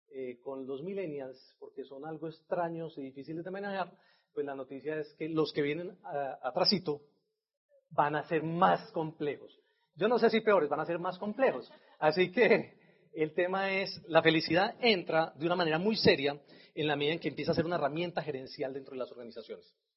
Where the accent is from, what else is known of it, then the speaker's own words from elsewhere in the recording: Antioquia, Colombia; como somos muy paisas y los queremos tener ahí en el nido por mucho tiempo